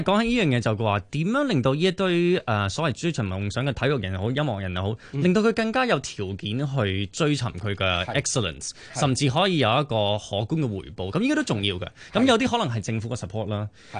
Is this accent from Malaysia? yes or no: yes; Malaysia; 咁喺馬來西亞一樣，其實我馬來西亞人嚟嘅，我爹哋媽咪馬來西亞人嚟嘅。